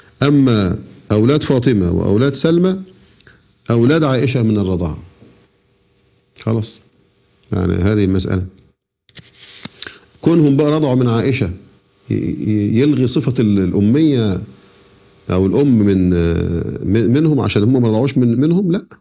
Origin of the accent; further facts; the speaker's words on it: Egypt; احنا عندنا في مصر نقول نسيبي على الناس اللي أنا تزوجت مثلا ابنتهم